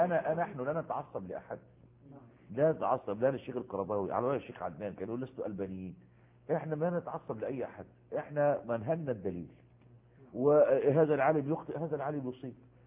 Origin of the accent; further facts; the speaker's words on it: Egypt; وجد المصافحة منتشرة عندنا في مصر